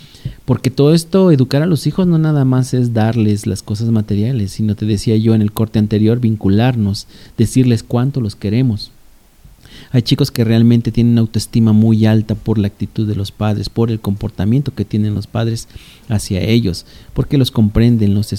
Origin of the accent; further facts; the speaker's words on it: Valle de Chalco, State of Mexico, Mexico; todo lo que es Valle de Chalco, al menos que es el municipio de donde yo vengo